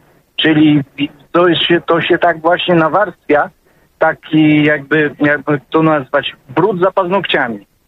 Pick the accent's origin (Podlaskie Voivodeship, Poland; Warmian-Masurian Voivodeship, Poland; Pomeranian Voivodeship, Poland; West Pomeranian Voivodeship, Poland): Podlaskie Voivodeship, Poland; Białystok; moved away; jestem z Białegostoku